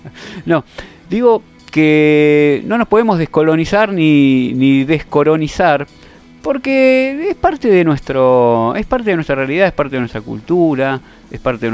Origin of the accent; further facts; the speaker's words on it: Argentina; Usted dirá, son cosas, somos argentinos, son cosas que no nos competen.